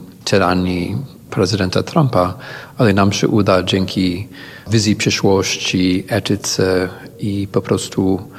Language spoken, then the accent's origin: Polish; United States; Ale jako Amerykanin po prostu czuję obowiązek, żeby działać razem z tymi, którzy działają.